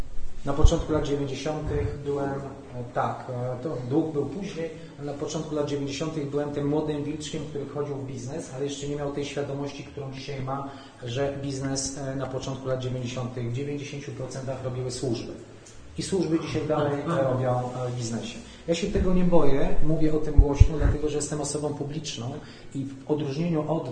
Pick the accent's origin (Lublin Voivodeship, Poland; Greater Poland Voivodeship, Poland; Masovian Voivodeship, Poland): Masovian Voivodeship, Poland; Warsaw; Wołomin, Warszawa, bo jestem warszawiakiem